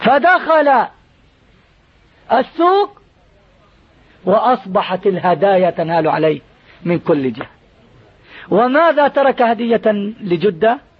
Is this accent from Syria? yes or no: no; Jordan; احنا عندنا في الأردن منازل